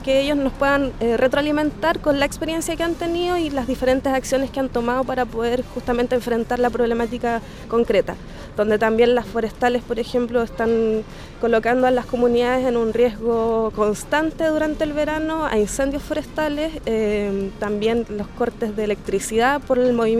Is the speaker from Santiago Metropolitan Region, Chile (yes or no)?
no; Flor del Lago, Los Ríos, Chile; Nosotros como comunidad del lago Riñihue, que en particular la localidad de donde yo soy es Flor del Lago